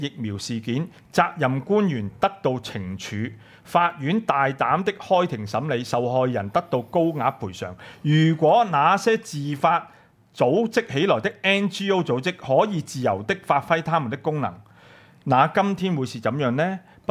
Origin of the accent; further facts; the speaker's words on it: China; 其實都有問翻問題，就係涉及到我哋中國人